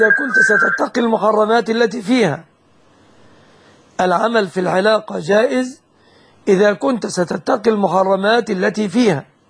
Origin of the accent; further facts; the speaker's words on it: Egypt; الشبكة في بلادنا مصر في الغالب ما لم ينص على خلاف ذلك هي من الصداق.